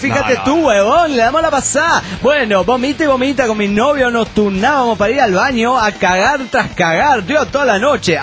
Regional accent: Barcelona, Catalonia, Spain; ¿Qué tal? … de Gran Hora de Barcelona, España.

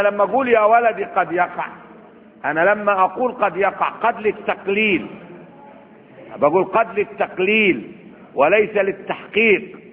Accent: Upper Egypt, Egypt; وعندنا في الصعيد لما بيقول الواحد بيسيب دي من 40 يوم حزنا.

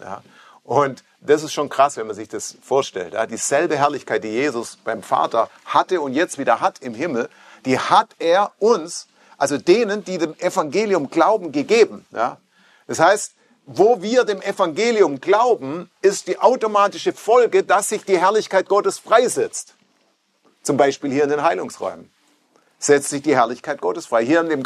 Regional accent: Stuttgart, Baden-Württemberg, Germany; Ich komme nicht aus Amerika, ich komme aus Stuttgart.

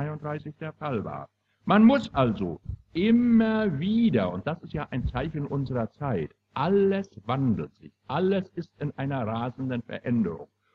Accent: Mecklenburg-Vorpommern, Germany; Ich, meine Damen und Herren, stamme aus Mecklenburg und ich stamme aus Vorpommern

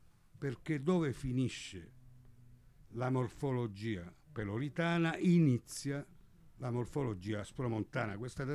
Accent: Strait of Messina, Italy; io sono dello Stretto, ma ho insegnato insegno a Venezia, a Firenze da 31 anni

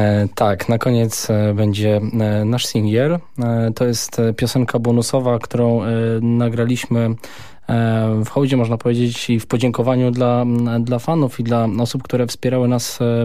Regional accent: Gdynia, Pomeranian Voivodeship, Poland; Ja akurat jestem z Gdyni, więc nie ma problemu.

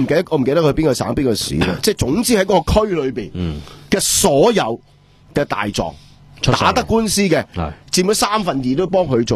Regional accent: Hong Kong; 我哋香港人唔惊你啊

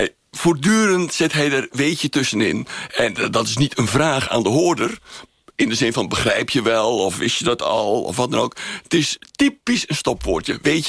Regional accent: North Holland, Netherlands; Ik kom uit West-Friesland, een deel van Noord-Holland, daar kent men dat.

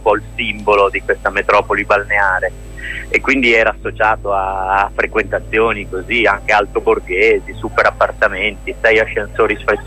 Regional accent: Rimini, Emilia-Romagna, Italy; Ma come sai sono di Rimini

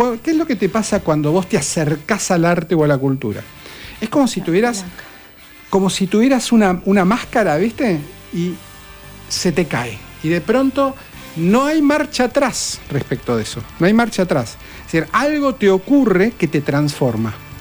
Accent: Quilmes, Buenos Aires Province, Argentina; Toda mi vida viví en Quilmes. Toda mi vida, sí. En el centro de Quilmes.

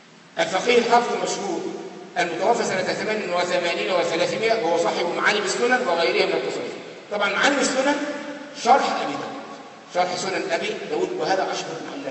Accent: Egypt; القرافة دي منطقة عندنا في مصر

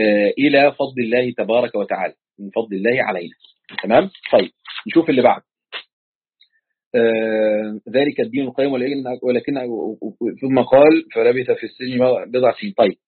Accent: Egypt; كنت أقول الولي عشان عندنا في مصر بيقول الولي يعني

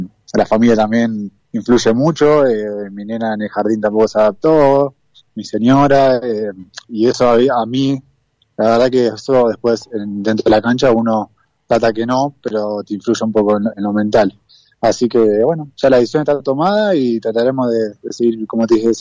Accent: Argentina; uno como jugador argentino, en el día a día allá en el país no lo ve, y acá sí

